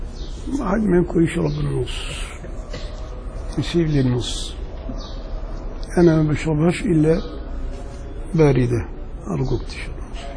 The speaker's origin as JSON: {"language": "Arabic", "region": "Upper Egypt", "country": "Egypt", "said": "انا راجل صعيدي وبغير على اللي هنا."}